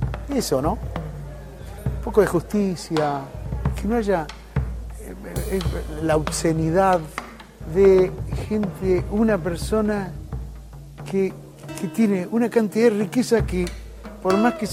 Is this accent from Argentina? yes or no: yes; Argentina; soy un músico argentino